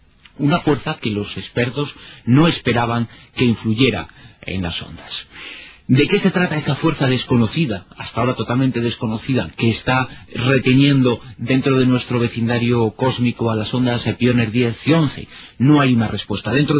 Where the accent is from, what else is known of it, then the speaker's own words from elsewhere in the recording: Galicia, Spain; soy gallego del norte y del sur.